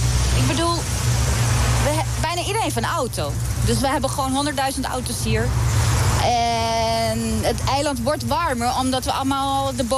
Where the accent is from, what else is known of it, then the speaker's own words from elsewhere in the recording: Aruba; Als wij als Arubanen blij zijn, dan klagen ze.